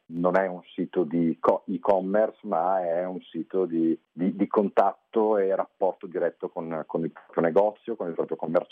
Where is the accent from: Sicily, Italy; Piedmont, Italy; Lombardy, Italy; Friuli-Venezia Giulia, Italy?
Lombardy, Italy; Milan; io sono di Milano